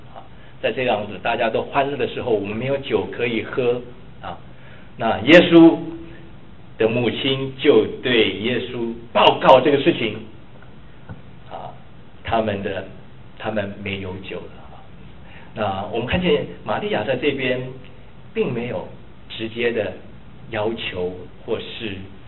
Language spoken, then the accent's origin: Chinese; China; 为什么我们中国人都会说哈，这个夫妻吵架的时候